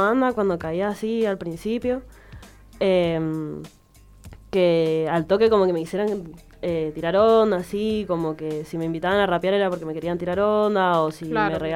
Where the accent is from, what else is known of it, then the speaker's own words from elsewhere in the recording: Mendoza, Argentina; Y de acá de Mendoza somos la Alex Mine, la Lila y yo.